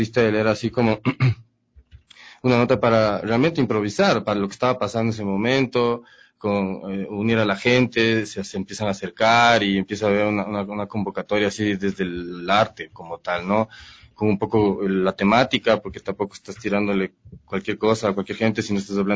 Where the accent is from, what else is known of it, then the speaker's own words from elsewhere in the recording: Valle de los Chillos, Pichincha, Ecuador; En el valle, yo crecí en el Valle de los Chillos.